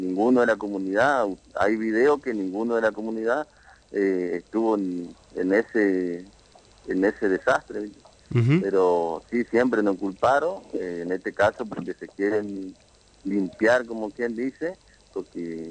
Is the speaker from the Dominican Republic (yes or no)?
no; Colonia Aborigen, Chaco, Argentina; now in Quitilipi, Argentina; nosotros venimos de una localidad del campo, en Colonia Aborigen, en el lote 39